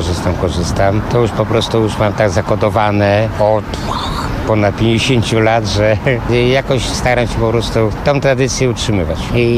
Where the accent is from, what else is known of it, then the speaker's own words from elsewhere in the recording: Warsaw, Masovian Voivodeship, Poland; jestem warszawiakiem, urodziłem się w Warszawie.